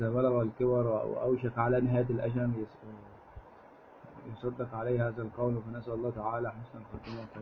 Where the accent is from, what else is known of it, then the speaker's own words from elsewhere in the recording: Aleppo, Aleppo Governorate, Syria; من لطائف بعض باعة الثلج في بلدنا حلب